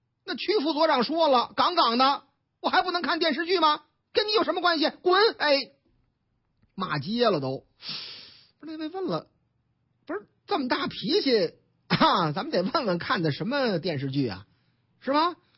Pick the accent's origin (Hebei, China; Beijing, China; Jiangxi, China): Hebei, China; Tangshan; 唐山啊，我老家，你看了没有？这回正差我老家，河北唐山